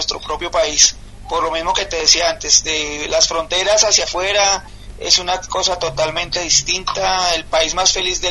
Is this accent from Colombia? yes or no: yes; Colombia; Nosotros creemos, como colombianos y como sindicalistas, que esta pandemia lo que ha demostrado es que esos problemas que tenemos como países latinoamericanos